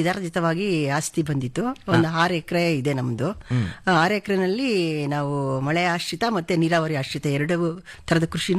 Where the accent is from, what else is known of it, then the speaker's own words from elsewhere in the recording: Channadevi Agrahara, Karnataka, India; ನಾವು ಸರ್ ಚೆನ್ನಾದೇವಿ ಅಗರಾರ ಗ್ರಾಮ. ನಮ್ದು ಮದುವೆ ಹೋಬಳಿ ಬರುತ್ತೆ, ದೊಡ್ಡಬಳ್ಳಾಪುರ ತಾಲೂಕು, ಬೆಂಗಳೂರು ಗ್ರಾಮಾಂತರ ಜಿಲ್ಲೆ.